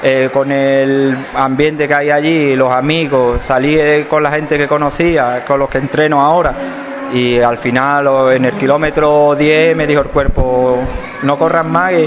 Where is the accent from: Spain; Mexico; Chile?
Spain; tuve que volver a España y corrí la de mi pueblo, que yo soy, como bien ha dicho, de Aral